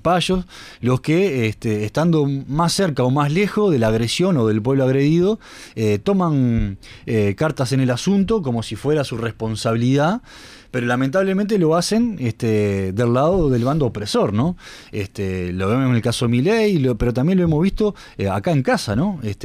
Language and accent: Spanish; Uruguay; como uruguayos tenemos que estar muy atentos sobre esto